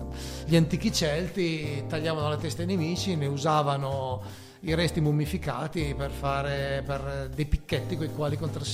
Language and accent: Italian; Costigliole, Piedmont, Italy; sarebbe Costigliole, che è il mio paese.